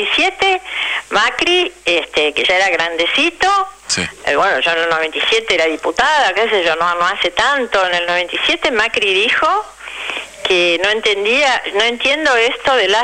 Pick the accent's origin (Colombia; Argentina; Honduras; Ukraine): Argentina; De verdad me avergüenza como argentina